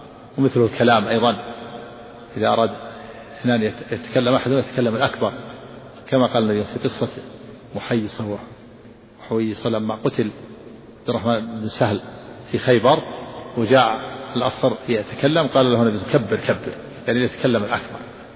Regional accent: Saudi Arabia; لا يوجد عندنا في الجنوب في تهام الشجر في الشوارع في المملكة

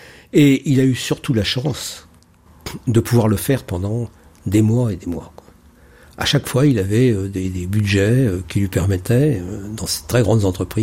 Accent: Paris, Île-de-France, France; je suis parisien.

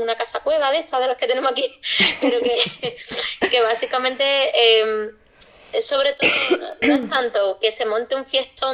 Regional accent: Arcos de la Frontera, Andalusia, Spain; somos tres loquillas de Arco de la Frontera, en la comarca de la Sierra de Cádiz, que pues son dos amigos gays y yo, que soy pues bollo de pata negra, ¿no?

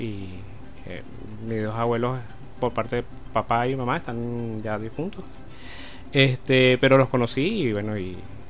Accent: Caracas, Capital District, Venezuela; soy natural aquí de Caracas. Nací aquí en Caracas, el 4 de septiembre, en los Magallanes.

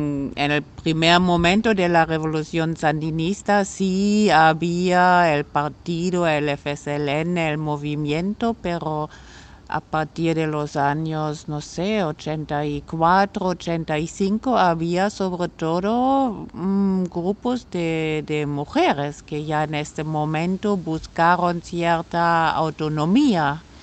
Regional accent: Germany; como alemana siento cierta responsabilidad de buscar puentes con otras personas, porque con la historia de mi país

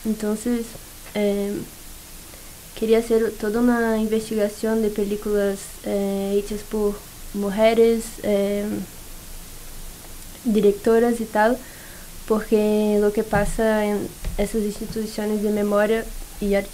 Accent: Niterói, Rio de Janeiro, Brazil; Spanish is a second language; now in San Sebastián, Spain; soy de Brasil, Niterói, en Río de Janeiro.

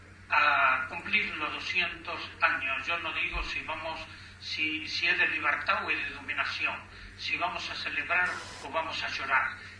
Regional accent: Argentina; Comencemos a mirarnos como pueblos latinoamericanos, comencemos a mirarnos como argentinos

